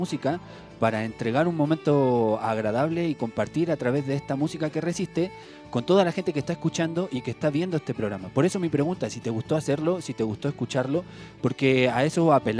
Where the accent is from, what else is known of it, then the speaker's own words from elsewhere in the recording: Chile; Claro, aclarar que no es por el nacionalismo chauvinista de que somos chilenos.